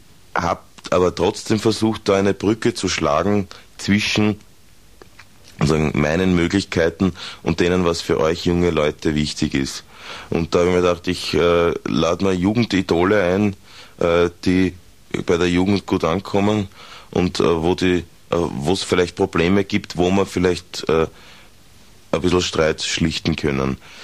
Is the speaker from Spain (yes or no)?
no; Austria; wir brauchen uns als Österreicher, als Österreicherinnen, eigentlich brauchen wir uns überhaupt nicht aus dem Land rausbewegen